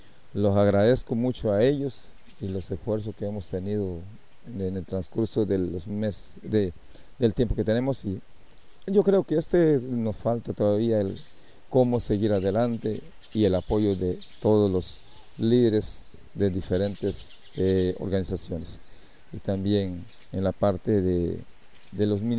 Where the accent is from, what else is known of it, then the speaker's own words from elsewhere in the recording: Costa Rica; nosotros somos costarricenses y tenemos que tener el mismo trato de cualquier otro costarricense. Aquí vivimos adentro, en el territorio